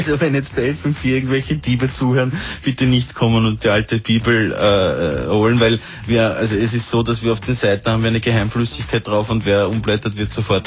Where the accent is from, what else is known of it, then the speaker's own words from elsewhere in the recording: Tyrol, Austria; Und komme von ziemlich weit weg. Ich bin ziemlich weit gefahren aus der Nähe von Innsbruck.